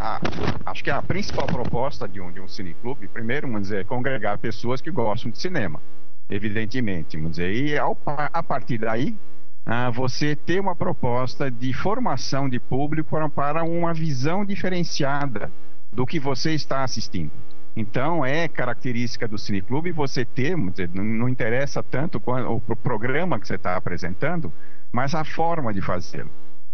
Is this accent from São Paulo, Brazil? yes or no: yes; São Paulo, Brazil; now in Natal, Brazil; Atualmente eu estou em Natal, mas como foi dito, a minha vida inteira foi aqui em São Paulo. Sou paulista, paulistano, ex-professor da USP